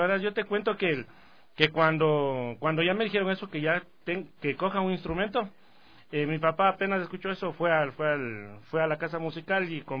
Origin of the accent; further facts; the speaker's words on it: Quito, Pichincha, Ecuador; Todos somos de la Roldós.